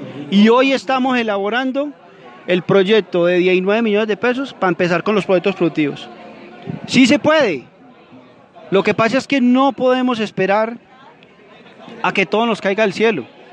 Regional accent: Briceño, Antioquia, Colombia; Hidroituango, la casa de máquinas, la que genera la energía, está en nuestro territorio, no está en Ituango, es de nosotros, es de Briceño.

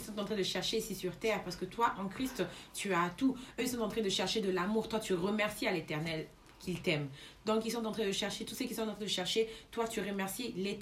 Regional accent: Germany; French is a second language; on savait que nous sommes des Allemands et on vient de l'Allemagne et on va retourner en Allemagne

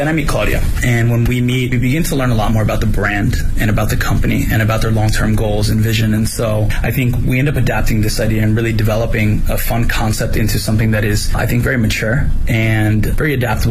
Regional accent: United States; now in China; I'm from the United States.

